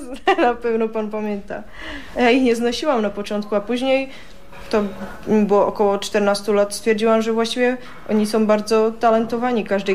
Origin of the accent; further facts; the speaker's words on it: Český Těšín, Moravian-Silesian Region, Czechia; Ja pochodzę z czeskiego Cieszyna.